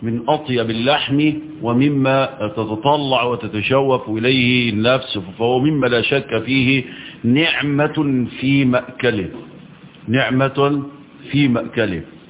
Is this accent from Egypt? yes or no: yes; Egypt; عندنا في مصر